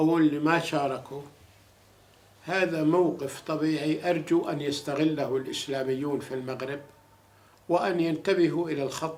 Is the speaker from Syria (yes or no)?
yes; Syria; إحنا كنا نتمنى كسوريين أن يكون الوضع هادئ في الأردن